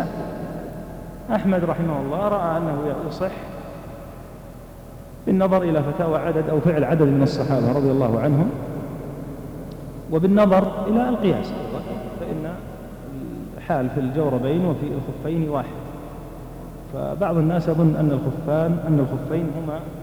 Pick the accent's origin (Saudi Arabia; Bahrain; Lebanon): Saudi Arabia; موجود ولا يزال موجودا لكنه قليل استخدامه بالذات عندنا في المملكة